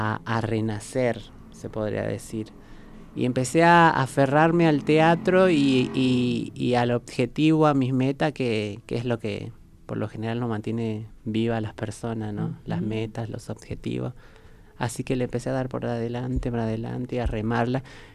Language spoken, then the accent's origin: Spanish; Jujuy, Argentina; now in Buenos Aires, Argentina; yo soy jujeña, oriunda de Jujuy, así que me vine a Buenos Aires buscando otra oportunidad